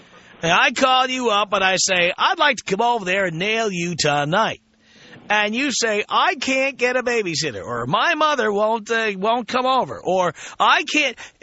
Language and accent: English; New York, United States; moved away; Look, I grew up in New York. I left New York because radio sucks in New York.